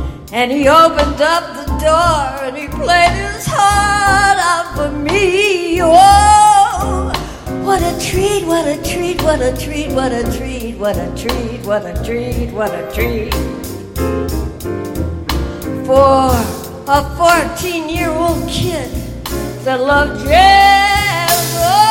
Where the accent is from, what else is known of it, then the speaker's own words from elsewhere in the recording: Pennsylvania, United States; also born or lived in Detroit, Michigan; Born in Detroit, Michigan. November the 18th, 19, Mickey Mouse's birthday. But my mother, she was only 17 years old and she couldn't raise me. So she sent me to live with my grandparents in a small coal mining town in Pennsylvania State.